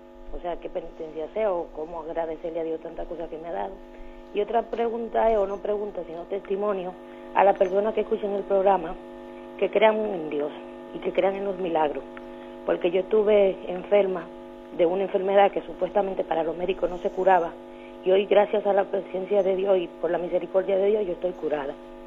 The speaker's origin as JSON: {"language": "Spanish", "country": "Dominican Republic", "said": "soy dominicana."}